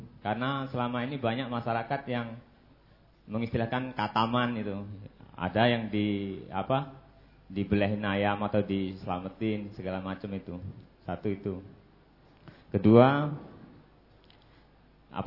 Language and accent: Indonesian; Lampung, Indonesia; Saya dari Lampung, Pak Ustaz.